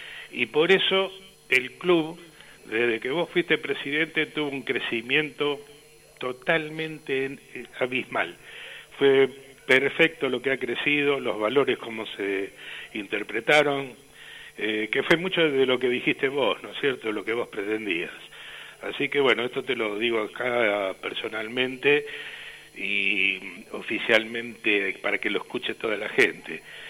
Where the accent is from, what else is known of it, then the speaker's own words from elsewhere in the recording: Bahía Blanca, Buenos Aires Province, Argentina; Yo soy de Bahía Blanca y Bahía Blanca, mi club esportivo, tenía mucha relación con el CASI.